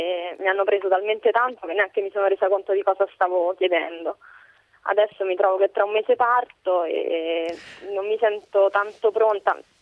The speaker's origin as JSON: {"language": "Italian", "town": "Rome", "region": "Lazio", "country": "Italy"}